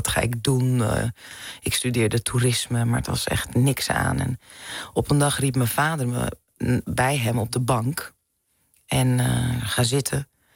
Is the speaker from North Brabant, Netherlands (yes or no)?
no; Amsterdam, North Holland, Netherlands; also born or lived in Zaandam; Als vrouw van kleur die een artiest is, geboren en getogen in Amsterdam en Zaandam.